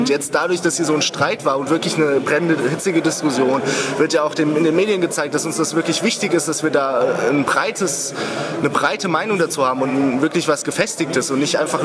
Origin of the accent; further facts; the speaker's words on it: Hesse, Germany; also G8 ist bei uns in Hessen, es ist in Bayern, zum Beispiel in Bayern ist es relativ gut konzeptiert, so sehe ich das. Und in Hessen ist es wirklich total chaotisch gewesen.